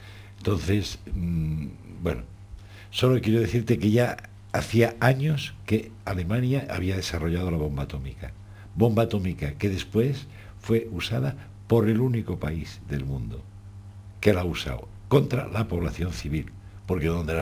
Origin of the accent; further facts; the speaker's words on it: Spain; yo soy español y estoy en la verruga esa de Europa